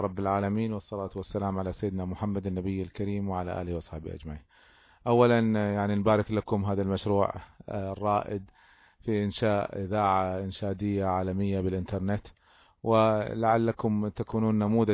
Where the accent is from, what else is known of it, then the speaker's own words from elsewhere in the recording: Kuwait; وبعضهم كانوا في جهات حكومية عندنا في الكويت وبعضهم كانوا في جهات شعبية